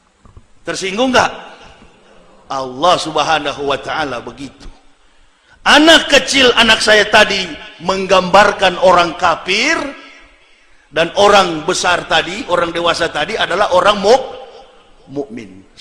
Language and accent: Indonesian; Sulawesi, Indonesia; Saya orang Sulawesi, dekat dengan Palu.